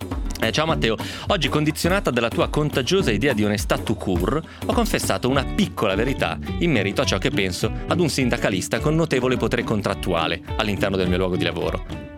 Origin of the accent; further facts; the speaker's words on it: Piedmont, Italy; lo dico perché sono piemontese ovviamente, quindi so di cosa sto parlando.